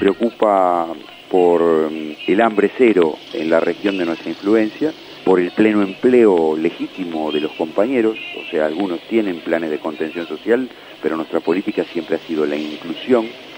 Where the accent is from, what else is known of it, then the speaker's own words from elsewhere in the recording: La Plata, Buenos Aires Province, Argentina; este año cumple 10 años la agrupación político-social de base fundada en mi ciudad natal